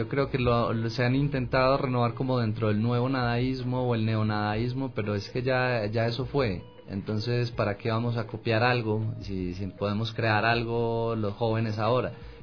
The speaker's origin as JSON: {"language": "Spanish", "country": "Colombia", "also_born_or_lived": "Spain", "moved": "yes", "said": "Porque salí de Colombia, y al salir de Colombia como que me fui a España y empecé a mirar a mi país desde afuera"}